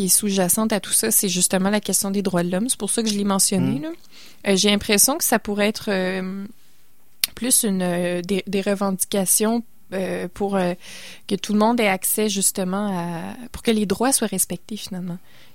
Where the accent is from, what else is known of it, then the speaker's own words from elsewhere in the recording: Canada; Et on est responsable de ça, en fait, en tant que Canadien.